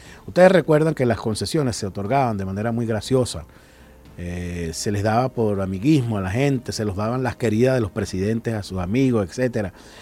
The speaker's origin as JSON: {"language": "Spanish", "country": "Venezuela", "said": "la tristeza que nos embarga como venezolanos"}